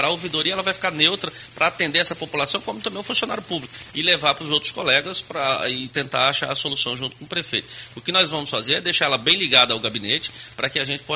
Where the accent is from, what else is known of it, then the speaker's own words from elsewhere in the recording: Northeast Region, Brazil; born there; Na minha família, no Nordeste, onde nasci, tem vereadores, tem deputado.